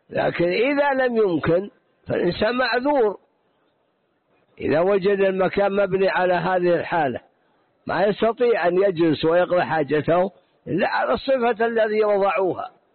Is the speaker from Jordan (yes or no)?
no; Najd, Saudi Arabia; فلا بد أن يكون مثلا عندنا في نجد